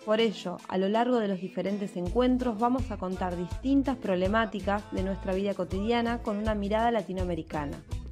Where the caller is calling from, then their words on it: Los Lagos, Chile; Hola, un saludo desde el archipiélago de Chiloé, del sur de Chile.